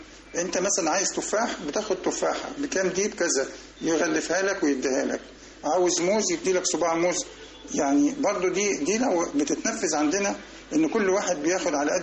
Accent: Egypt; احنا كمصريين لما بنمشي ماشيه بطيئه سلولي

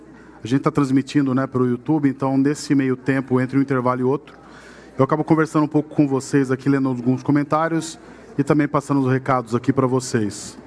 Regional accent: Jundiaí, São Paulo, Brazil; born there; Jundiaí, que é onde eu nasci

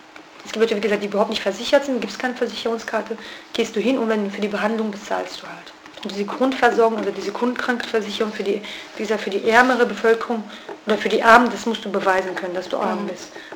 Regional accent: Kurdish region, Turkey; German is a second language; von der ganzen Türkei kann ich wirklich nicht sprechen. Ich kann ja nur vom kurdischen Gebiet sprechen, wo ich herkomme.

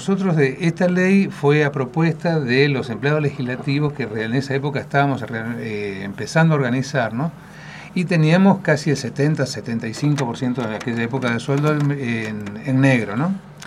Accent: Buenos Aires, Argentina; born there; Yo nací en Buenos Aires.

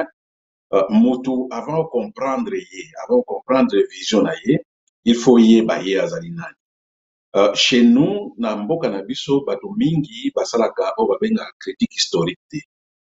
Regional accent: DR Congo; moved away as an adult; now in South Korea; nazali congolais, 100% congolais, et je suis né au Congo, j'ai grandi au Congo, j'ai commencé mes études universitaires, primaires, secondaires, universitaires au Congo, et puis je me suis retrouvé, suite na situation ya mboka na biso, je me suis retrouvé na mboka ya Corée du Sud.

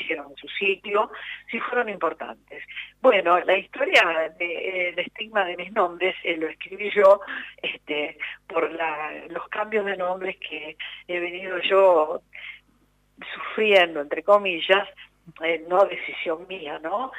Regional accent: Rosario, Santa Fe, Argentina; born there; ¿Usted tiene la historia donde mi mamá cruza la frontera y yo nazco en Argentina?

